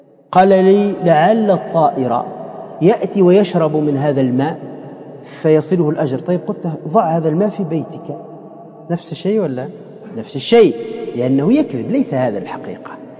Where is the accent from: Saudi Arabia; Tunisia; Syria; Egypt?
Tunisia; احنا عندنا في تونس لو واحد تحطه في توزر، تعرفوا توزر؟ يعني كلها نخيل